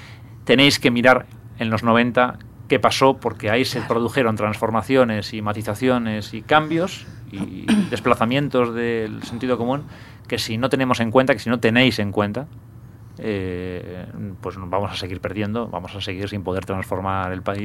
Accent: Bilbao, Basque Country, Spain; now in Madrid, Spain; charlabas y hablabas con gente de aquí, de Madrid, en fin, o de otros sitios que vivía aquí. Entonces, ¿de dónde eres? De Bilbao.

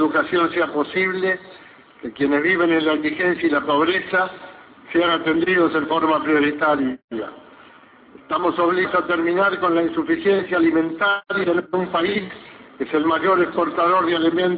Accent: Argentina; Como argentinos queremos una sociedad cada vez más equitativa

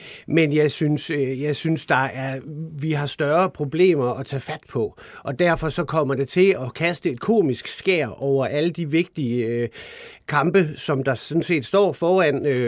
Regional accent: West Jutland, Denmark; men jeg kommer altså også over fra Bibelbæltet

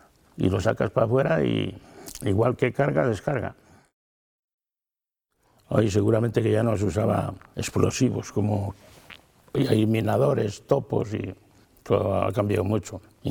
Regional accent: Vegamián, Castile and León, Spain; born or raised there; also born or lived in Riaño

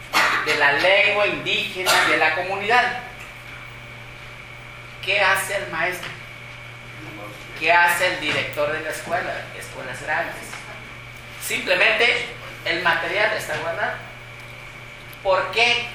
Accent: Chiapas, Mexico; Yo vengo de Chiapas.

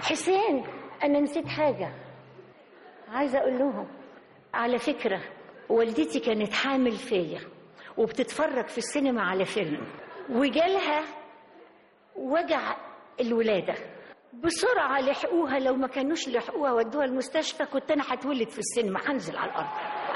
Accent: Egypt; بشكر بلدي مصر اللي تربيت من خيرها،

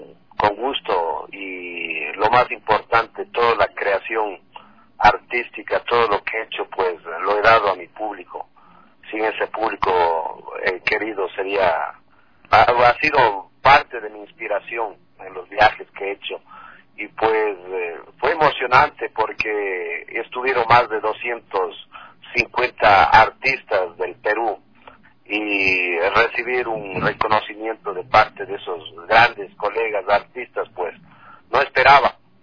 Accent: Ecuador; y pues como ecuatoriano, pues me siento emocionado representar al arte ecuatoriano

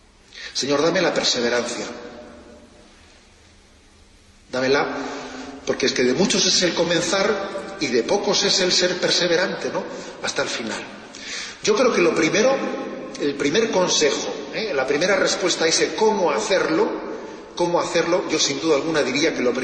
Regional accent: Basque Country, Spain; y estoy pensando ahora en mi tierra, cuando alguien corta con su tradición, es como un árbol que corta con sus raíces, que se seca. Es verdad, ¿eh? Se habla mucho de ETA como un fenómeno terrorista

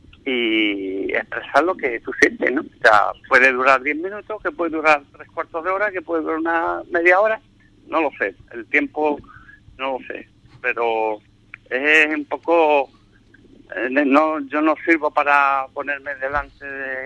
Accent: Ubrique, Andalusia, Spain; cuando esté ahí en mi pueblo, pues bueno, empezaré, supongo, a recordar pues toda mi infancia, porque mi infancia ha sido en Ubrique.

